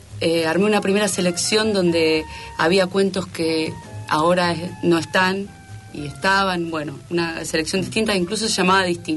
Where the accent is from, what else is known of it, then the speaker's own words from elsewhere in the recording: Buenos Aires, Argentina; Yo me crié en Palermo Viejo, cuando era Palermo Viejo, nada más.